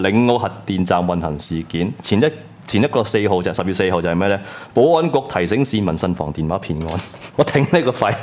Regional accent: Hong Kong; 即係我哋香港人又唔想去，

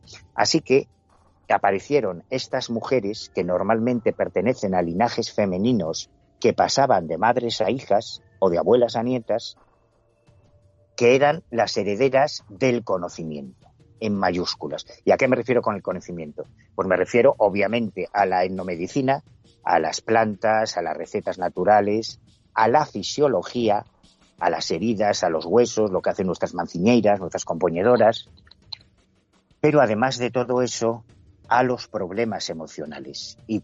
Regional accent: Galicia, Spain; independientemente del cariño que yo le tenga a mi tierra, es verdad que en Galicia hay una herencia mágica muy sólida

